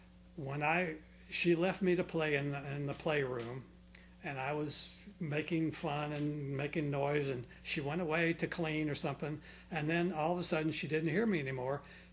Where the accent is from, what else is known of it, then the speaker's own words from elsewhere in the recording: Clearwater, Florida, United States; I'm from here. I'm from Clearwater.